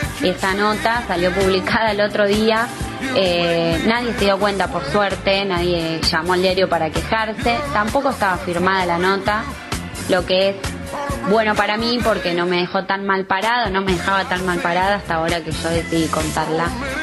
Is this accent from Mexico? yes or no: no; Córdoba, Argentina; born there; now in La Plata, Argentina; soy de La Plata. Nací en Córdoba, pero hace más de 20 años que vivo acá, así que me considero platense.